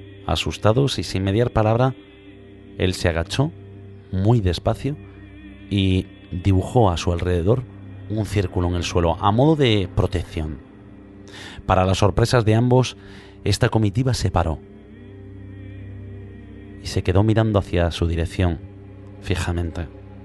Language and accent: Spanish; Galicia, Spain; como buenos gallegos, queremos hablaros un poquito de la Santa Compaña y de todas las leyendas que la rodean en nuestra maravillosa tierra